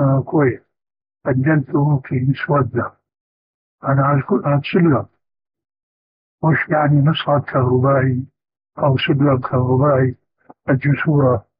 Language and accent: Arabic; Syria; وبلغت شيرة أيضا يقولون عندنا في الشام